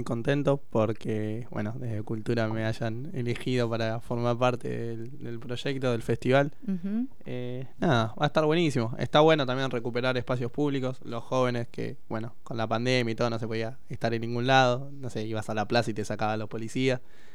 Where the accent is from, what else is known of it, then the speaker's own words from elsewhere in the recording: Buenos Aires, Argentina; now in El Hoyo, Argentina; Yo soy venido de Buenos Aires.